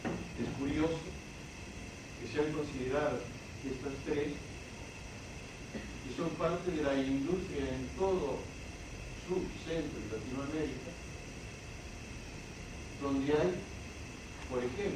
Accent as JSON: {"language": "Spanish", "country": "Argentina", "said": "En mi país, la Argentina, nos rige una ley del año 1980"}